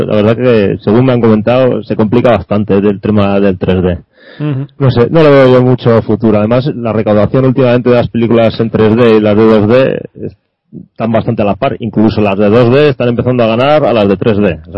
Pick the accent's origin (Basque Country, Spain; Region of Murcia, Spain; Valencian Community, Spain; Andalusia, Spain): Basque Country, Spain; Bilbao; now in Santiago de Compostela, Spain; Yo resido en Santiago de Compostela, aunque bueno, no soy de aquí, yo soy de Bilbao.